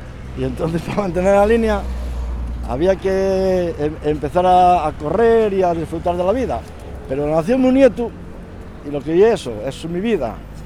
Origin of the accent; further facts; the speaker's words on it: Mieres, Asturias, Spain; now in Gijón, Spain; soy de Mieres, y cuando vine de Mieres para Gijón yo tenía 24 años, me parece, 24 o 25 años.